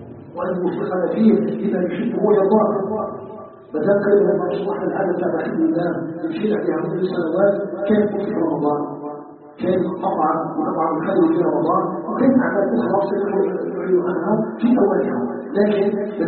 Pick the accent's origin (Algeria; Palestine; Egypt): Algeria